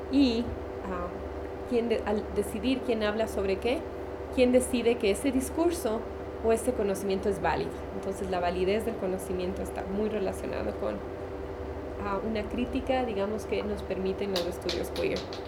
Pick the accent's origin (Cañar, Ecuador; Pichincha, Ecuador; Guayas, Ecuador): Pichincha, Ecuador; Quito; born there; also born or lived in United States; soy ecuatoriana quiteña de nacimiento, pero he vivido mucho tiempo entre Estados Unidos y Ecuador.